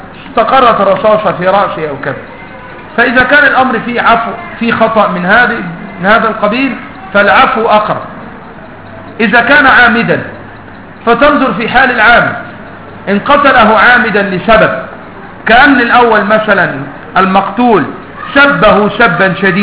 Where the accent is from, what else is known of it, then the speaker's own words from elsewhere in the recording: Upper Egypt, Egypt; أنا صعيدي مثلك.